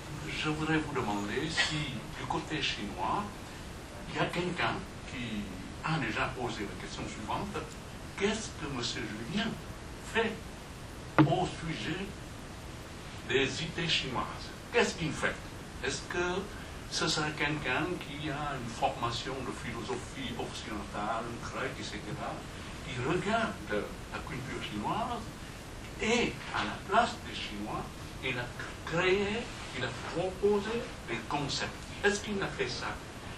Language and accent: French; Vietnam; vietnamien, et puis … chinois, mais en fait je suis vietnamien.